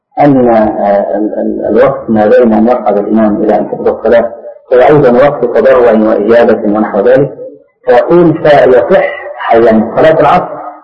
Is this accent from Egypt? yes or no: yes; Egypt; أخذها بعض أهل بعض الناس عندنا في مصر